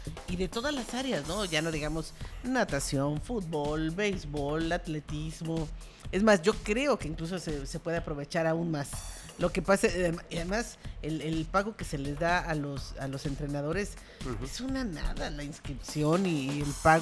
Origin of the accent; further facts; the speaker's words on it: Mexico; los que ganamos somos los mexicanos.